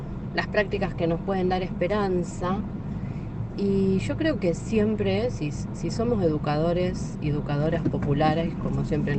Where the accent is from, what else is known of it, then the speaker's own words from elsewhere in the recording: Avellaneda, Buenos Aires Province, Argentina; de Avellaneda, provincia de Buenos Aires, y educadora popular, ahora desde hace mucho tiempo funcionaria en el gobierno de Avellaneda